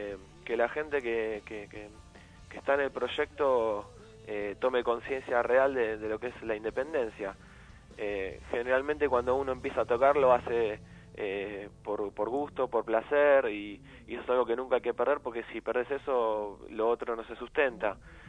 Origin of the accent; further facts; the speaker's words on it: Ramos Mejía, Buenos Aires Province, Argentina; nosotros somos un poquito más, un poquito menos del oeste, somos de Aedo, de Ramón Mejía